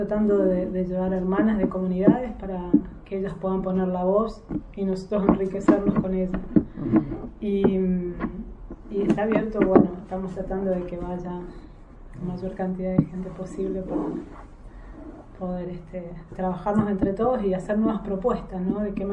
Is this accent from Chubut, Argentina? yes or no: yes; Esquel, Chubut, Argentina; born there; nací en Esquel, en Chubut. Tengo un apellido mapuche y después fui adoptada por una familia francesa.